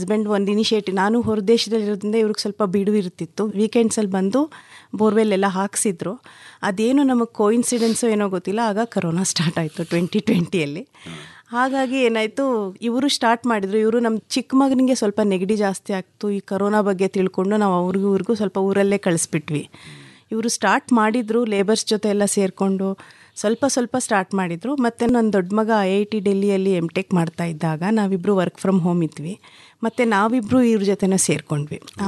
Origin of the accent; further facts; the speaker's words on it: Bengaluru, Karnataka, India; ಕೆಂಪೇನೆಟ್ಟಿ ಹನೂರು ತಾಲೂಕು ಕೊಳ್ಳೇಗಾಲದಿಂದ ಬರ್ತಾ ಇದ್ದೀನಿ. ಅಲ್ಲಿ ನಮ್ಮ ಜಮೀನಿದೆ. ವೃತ್ತ ನಾನು ಬೆಂಗಳೂರಲ್ಲೇ ಹುಟ್ಟಿ ಬೆಳೆದಿದ್ದು.